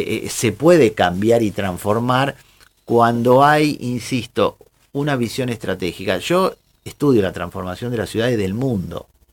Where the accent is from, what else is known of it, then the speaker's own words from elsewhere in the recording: Bahía Blanca, Buenos Aires Province, Argentina; vengo del puerto de Bahía Blanca.